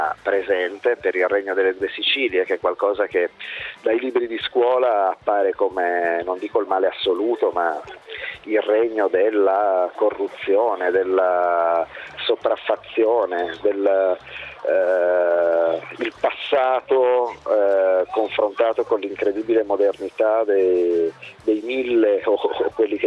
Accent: Bologna, Emilia-Romagna, Italy; io sono di Bologna e i discorsi che posso sentire vicino a casa ce li ho fatalmente più familiari.

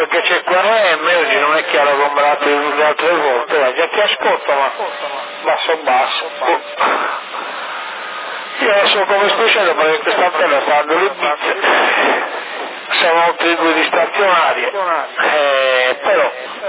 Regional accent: Sassari, Sardinia, Italy; Sassa di Sardegna.

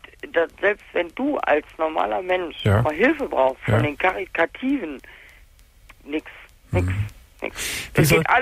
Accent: North Rhine-Westphalia, Germany; Bei uns im Ruhrgebiet, ich bin jetzt in Hessen hier, bei uns im Rheinland

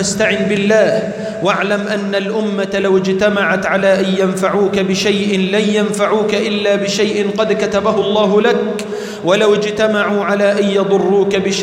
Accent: Egypt; اللهم اجعل بلدنا مصر أمناً أمانًا

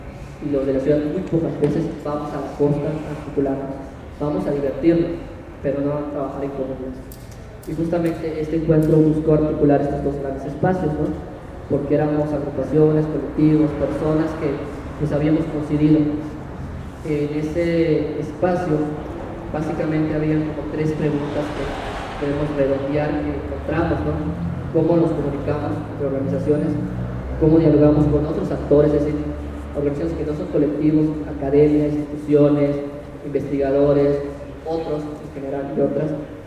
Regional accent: Mérida, Yucatán, Mexico; Vengo de la Ciudad de Mérida, Yucatán

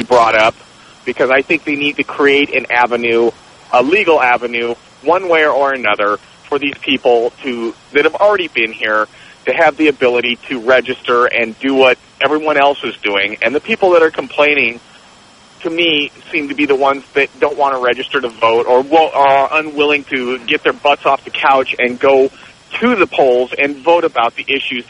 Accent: Oregon, United States; now in California, United States; I'm from Oregon, and that's what they called it there. I had to relearn it here.

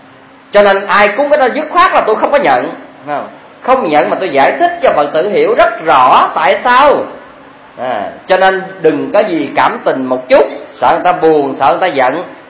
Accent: Chắc Cà Đao, An Giang, Vietnam; tại tôi ở Chắc Cà Đao, chứ mà ở Sài Gòn á, thì tôi thấy ở dân quê tôi á

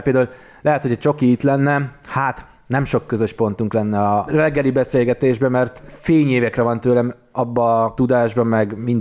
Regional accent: Hungary; én nem budapesti vagyok, tehát vidéken érettségiztem

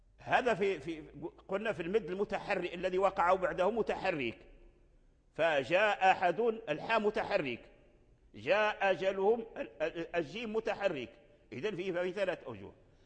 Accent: Morocco; وهو الوجه الآن متداول عندنا في المغرب ونقرأ به في رواية ورش

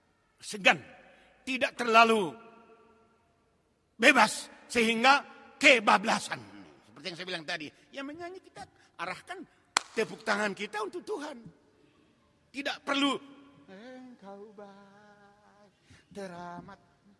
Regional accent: Java, Indonesia; seperti kata orang kita Jawa, pakaian sasono

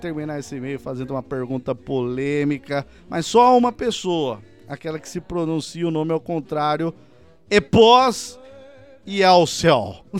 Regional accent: Sorocaba, São Paulo, Brazil; sou da cidade de Sorocaba.

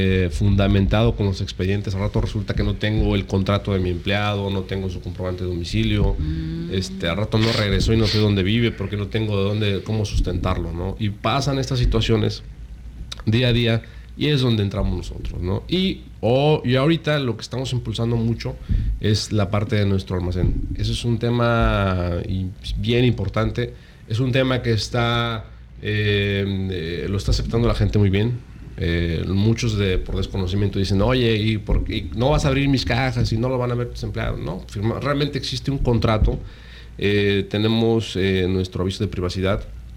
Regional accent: Yucatán, Mexico; nos preguntan si somos de Estados Unidos, claro, o si estamos de México. No, somos yucatecos.

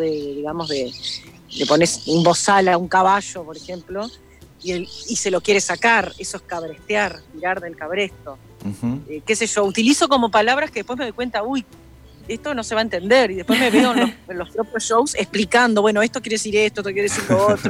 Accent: Paysandú, Uruguay; yo soy de Paysandú, mi viejo es ingeniero agrónomo, me crié en varias estancias que mi padre trabajaba

